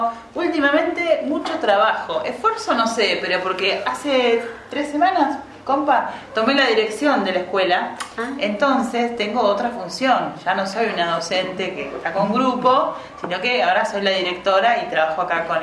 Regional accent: Bahía Blanca, Buenos Aires Province, Argentina; born there; also born or lived in Ingeniero Jacobacci; now in Bariloche, Argentina; Yo soy nacida en Bahía Blanca. Y hace 16 años que me vine a trabajar a la línea sur, pero estuve 16 años en un pueblo que se llama, una localidad que se llama Ingeniero Jacobacci, y hace 3 meses me vine a vivir a Bariloche. 39 años.

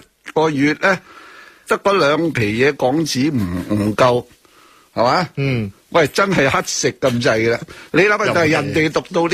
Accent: Hong Kong; 我真系身为以一个身为香港人啊，香港嘅中国人啊，我要强调啊，真系觉得好骄傲。

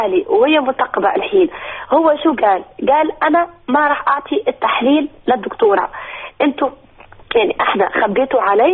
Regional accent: Tunisia; أنا منتقبة في تونس، أنا أصلا تونسية.

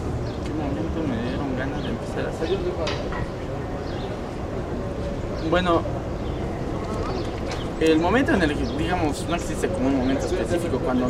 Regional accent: San Francisco Tecoxpan, Mexico City, Mexico; Soy de San Francisco Tecoxpan, delegación Milpalta.

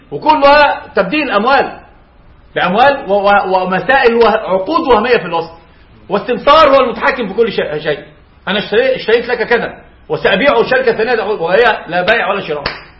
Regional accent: Egypt; يعني عندنا في مصر استأجر رجل الشقة الى يوم الدين

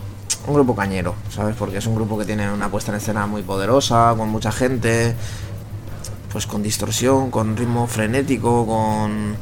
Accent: Alicante, Valencian Community, Spain; Yo soy de Alicante

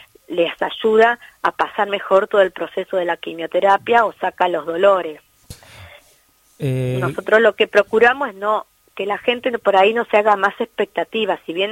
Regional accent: Tandil, Buenos Aires Province, Argentina; yo soy de Tandil, sí, que está más o menos a 400 kilómetros de Buenos Aires

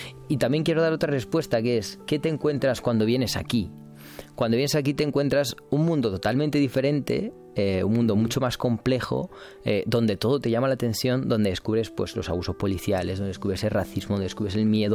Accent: Romania; Spanish is a second language; now in Spain; Cuando dices que eres inmigrante en España o dices, bueno, yo vengo de Rumanía

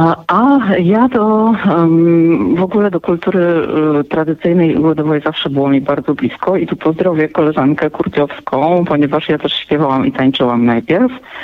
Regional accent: Cieszyn, Silesian Voivodeship, Poland; Ja pochodzę z Cieszyna, który w ogóle jest takim miastem i regionem, który bardzo silnie kultywuje różnego rodzaju swoje specyficzne tradycje.

